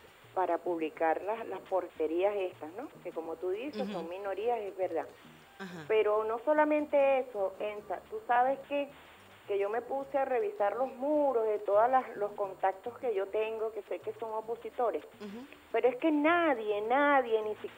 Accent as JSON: {"language": "Spanish", "country": "Venezuela", "said": "orgullosísima como venezolana"}